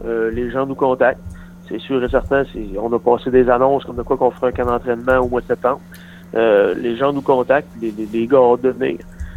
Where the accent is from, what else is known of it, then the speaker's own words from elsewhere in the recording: Dolbeau-Mistassini, Quebec, Canada; Dolbeau. Mes oncles, mes tantes, Dolbeau-Mistassini, Saint-Eugène, plus précisément aussi. C'est tout mon coin de pays.